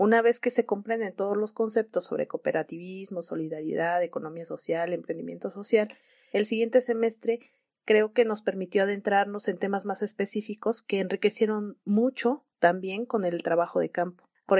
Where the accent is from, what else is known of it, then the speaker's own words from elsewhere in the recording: San Cristóbal de las Casas, Chiapas, Mexico; also born or lived in Puebla; Soy originaria de San Cristóbal de las Casas. Estudié en Puebla la licenciatura en Ingeniería Química